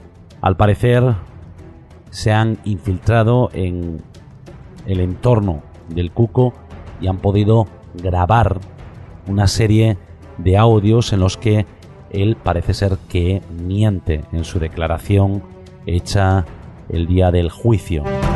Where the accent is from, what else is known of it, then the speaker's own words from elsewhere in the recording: Spain; expreso mi derecho como español a exigir